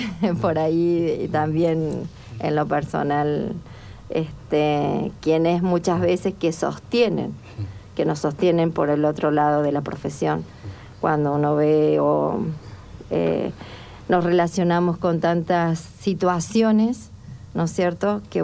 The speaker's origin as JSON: {"language": "Spanish", "town": "Maisonave", "region": "La Pampa", "country": "Argentina", "tie": "born there", "also_born_or_lived": "Realicó", "said": "Bueno, yo nací en un pueblito muy pequeño de La Pampa, que se llama Maisonave, ¿sí? Luego, luego ya viví en Realicó, que es un pueblo más grande"}